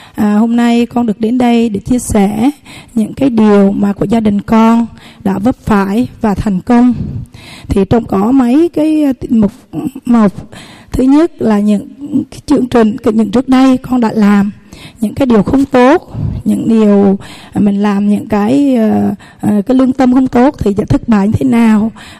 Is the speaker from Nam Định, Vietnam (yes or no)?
no; Thừa Thiên Huế, Vietnam; Con sinh ra lớn lên tại Thừa Thiên Huế, tại xã Vĩnh Phú, huyện Phú Vang, và lập gia đình chồng là xã Phú Hải, cùng huyện Phú Vang.